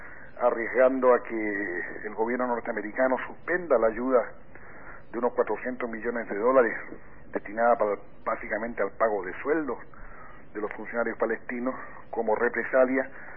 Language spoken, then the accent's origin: Spanish; Chile; yo tengo que compararlo necesariamente con la experiencia que yo, como chileno, me tocó vivir en mi país